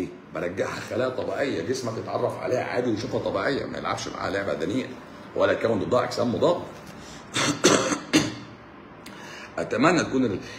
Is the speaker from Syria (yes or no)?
no; Egypt; طالما حمى الدنك مصرية فأنا مصري. نعم أنا مصري.